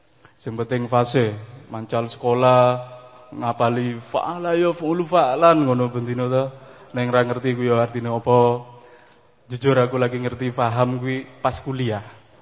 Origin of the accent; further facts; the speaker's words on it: Probolinggo, East Java, Indonesia; born there; first language Madurese; karena saya tidak lahir di tanah Madura. Saya secara geografi itu lahirnya di Pulau Jawa, di Probolinggo, di apa ujung timur Jawa Timur, hampir situ Bondo sana. Secara geografi itu memang Pulau Jawa, tapi bahasanya dari kecil adalah bahasa Madura.